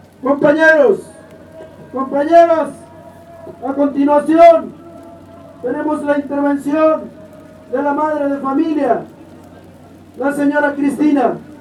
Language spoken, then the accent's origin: Spanish; Mexico; queremos decirles que como mexicanos, hijos del maíz y de la lluvia